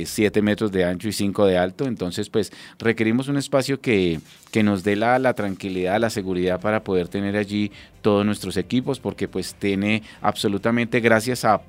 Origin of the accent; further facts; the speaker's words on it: Colombia; lo que nos divide, pero también sobre lo que nos une como colombianos.